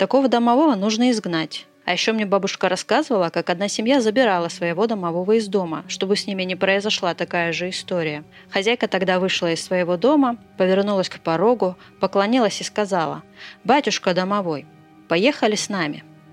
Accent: Shcherbinka, Moscow, Russia; мне 44 года, я из Щербинки.

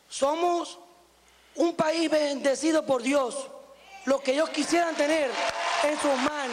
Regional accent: Lagunillas, Venezuela; born there; Nací en Lagunilla, señor presidente.

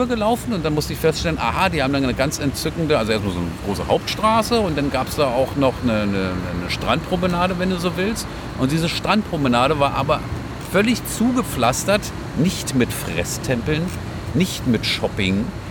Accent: Germany; Naja, also ich bin auch selber Deutscher und bin dann hier geblieben wegen der Liebe.

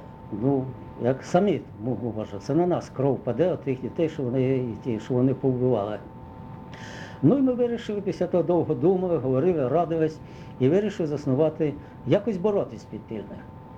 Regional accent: Zhytomyr Oblast, Ukraine; а я з Житомирщини.

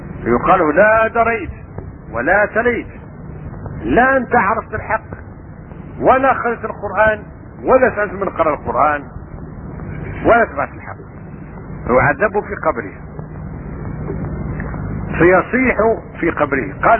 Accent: Algeria; وأنا سافرت من الجزائر وأنا هكذا أقول الشعر وأعرف الفقه المالكي

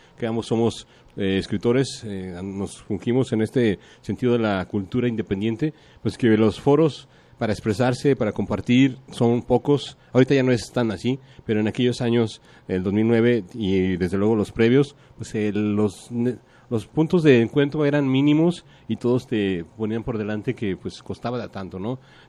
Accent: Mexico; no te creas que uno como mexicano te permites esos logros

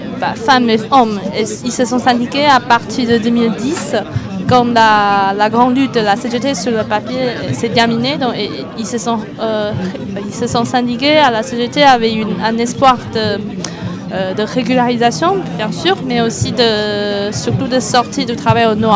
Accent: Taiwan; French is a second language; c'est bien sûr parce que je viens de Taïwan et je parle la langue

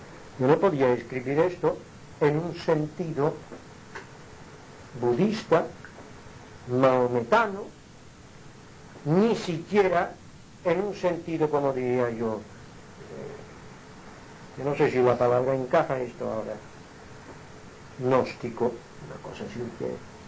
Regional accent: Jaén, Andalusia, Spain; Ya no soy de Jaén, soy universal, soy del mundo

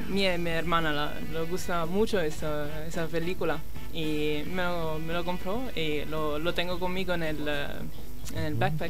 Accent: Italy; Spanish is a second language; now in London, United Kingdom; Soy de Italia, pero vivo en Londres de 2 años y medio.

